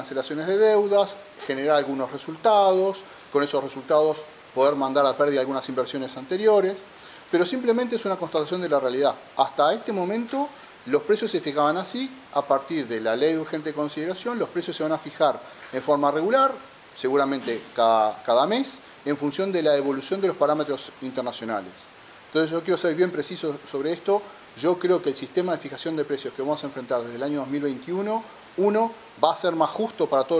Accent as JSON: {"language": "Spanish", "country": "Uruguay", "said": "Y eso a mí no me deja tranquilo como uruguayo"}